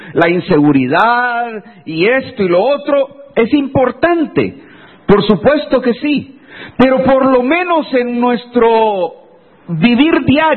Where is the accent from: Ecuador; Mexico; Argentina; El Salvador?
El Salvador; Santa Tecla, La Libertad; Hace muchos años, yo recuerdo en mi pueblo, ahí en Santa Tecla, todo el mundo nos conocíamos.